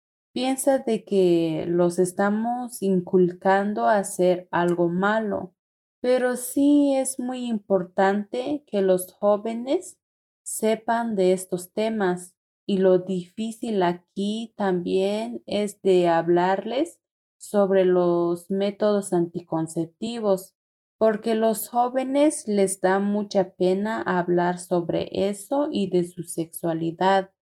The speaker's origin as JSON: {"language": "Spanish", "town": "Tenejapa", "region": "Chiapas", "country": "Mexico", "said": "soy de Tenejapa."}